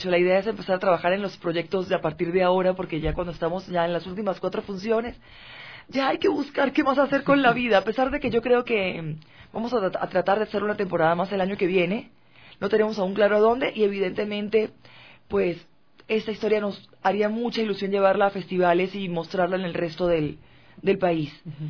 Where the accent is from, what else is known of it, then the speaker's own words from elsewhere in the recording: Venezuela; now in Quito, Ecuador; yo que soy venezolana y tal vez no estoy tan incorporada aún con la sociedad quiteña